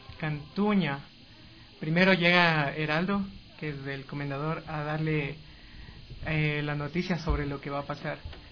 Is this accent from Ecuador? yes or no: yes; Manglaralto, Santa Elena, Ecuador; De Manglar Alto, de la provincia de Santa Elena.